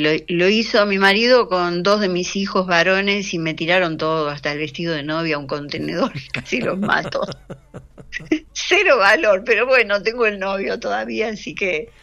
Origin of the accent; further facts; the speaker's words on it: Buenos Aires, Argentina; yo soy re porteña, nací en lo que ahora es Palermo Hollywood, pero en ese entonces eran las inmediaciones de un mercado, el mercado de Dorrego. Ajá. Así que no era tan cool el barrio. Era mi barrio querido